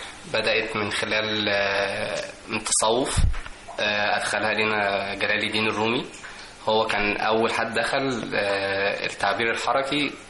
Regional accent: Egypt; اللي هو إحنا كشعب مصري بيحب الفرح والسعادة والألوان المبهجة

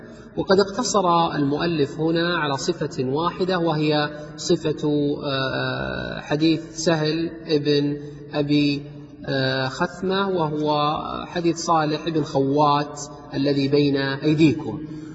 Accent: Riyadh, Riyadh Province, Saudi Arabia; من ذهب إلى المطار عندنا في الرياض، المطار في الرياض خارج عامر البلد

